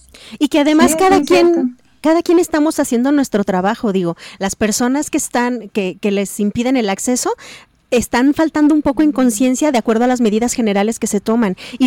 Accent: Mexico; Regularmente los mexicanos estamos impuestos a solucionar las cosas como podamos en el momento presente.

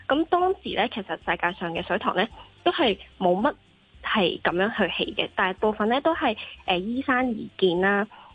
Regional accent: Hong Kong

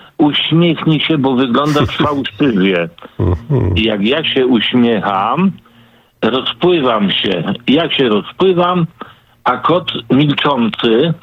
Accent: Poznań, Greater Poland Voivodeship, Poland; now in Tychy, Poland; Poprzedniczka wywołała nazwę mojego rodzinnego miasta Poznania. Ale ja już 60 lat w Tychach mieszkam, ale jako Poznaniak odwiedzam.

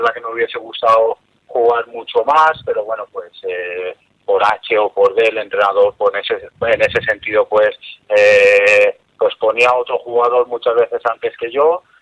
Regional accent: Elche, Valencian Community, Spain; para mí es una pena no poder seguir en ese club, porque es un club de mi tierra

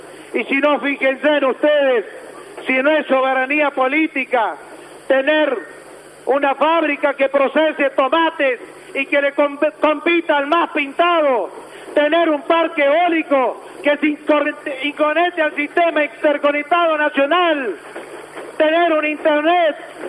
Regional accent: Los Sauces, La Rioja, Argentina; nací en Los Sauces, crecí en Los Sauces, y es un pueblo chico, pero tiene un corazón grande y me siento orgulloso de él.

